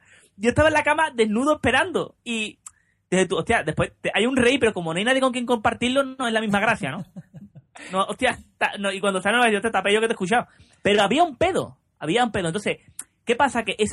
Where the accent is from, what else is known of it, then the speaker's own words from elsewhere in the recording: Seville, Andalusia, Spain; Viniendo yo, que soy muy, muy sevillano.